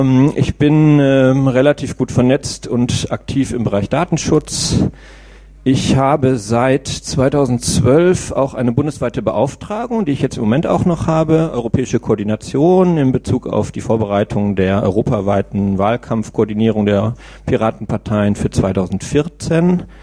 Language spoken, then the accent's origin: German; Velbert, North Rhine-Westphalia, Germany; now in Münster, Germany; Ja, ich bin in Velbert-Langenberg aufgewachsen.